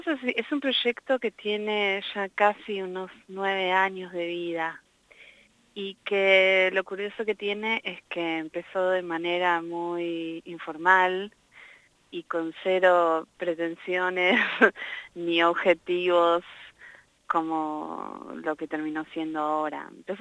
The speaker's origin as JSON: {"language": "Spanish", "region": "Neuquén", "country": "Argentina", "said": "Yo no había venido a La Pampa antes, yo soy neuquina, pero no había pasado por aquí."}